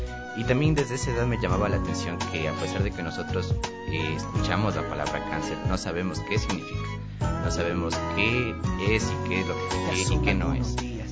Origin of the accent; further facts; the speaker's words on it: Quito, Pichincha, Ecuador; yo nací en Quito el 29 de noviembre. Siempre he vivido en Quito.